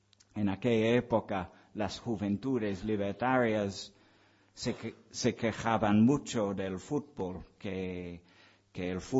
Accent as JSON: {"language": "Spanish", "region": "England", "country": "United Kingdom", "second_language": "Spanish", "said": "soy un frío inglés que refuta la idea romántica del espíritu libertario del pueblo español."}